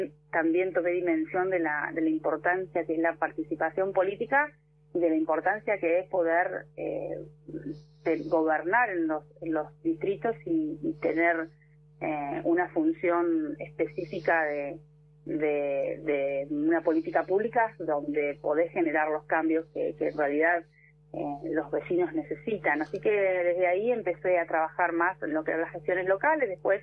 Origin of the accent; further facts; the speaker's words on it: Bahía Blanca, Buenos Aires Province, Argentina; tengo mi familia en, ajá, Bahía Blanca, mi infancia, mi adolescencia, toda en Bahía Blanca